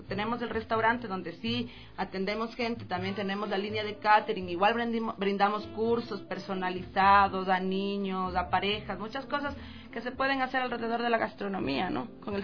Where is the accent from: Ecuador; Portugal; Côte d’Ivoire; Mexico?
Ecuador; el vernos como ecuatorianos